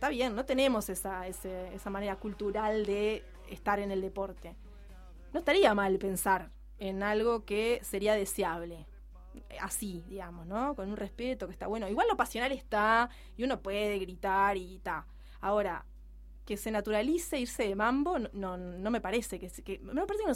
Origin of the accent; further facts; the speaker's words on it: Montevideo, Uruguay; soy de La Teja, hincha de Progreso.